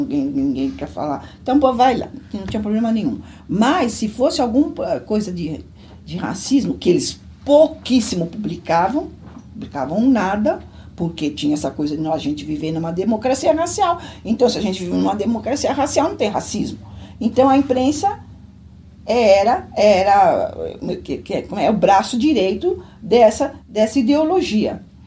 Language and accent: Portuguese; São Paulo, Brazil; eu nasci em São Paulo, sou paulistana. Eu nasci no Hospital São Paulo, na Avenida Paulista, sou super paulistana. E eu nasci em 1955, no dia 24 de agosto, 24 de agosto de 1955.